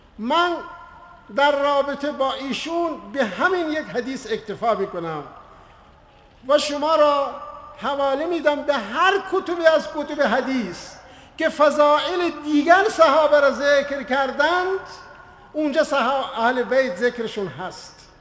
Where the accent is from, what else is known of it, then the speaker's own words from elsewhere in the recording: Iran; ما که ایرانی هستیم، آزادیم، به همه ایران بریم ببینیم